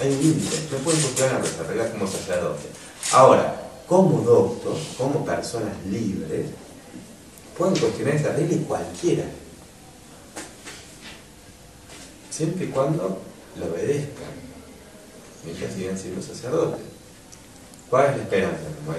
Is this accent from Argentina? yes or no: yes; Argentina; Formamos parte, somos contribuyentes del Estado argentino. Somos ciudadanos argentinos.